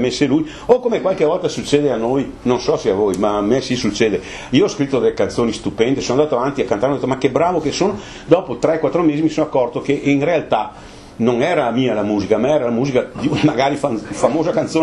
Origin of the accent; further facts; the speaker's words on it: Veneto, Italy; io sono veneto, io non ho niente da invidiare ai venetisti, mi sento veneto, no? Vi faccio grazia del dialetto, ma io lo parlo correntemente, è vero, noi altri parliamo in dialetto fra noi altri